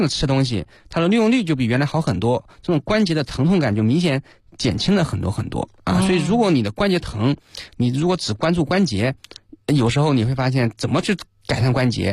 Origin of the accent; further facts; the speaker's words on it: China; 他们运动的这种习惯可能会比我们中国人要稍微强一些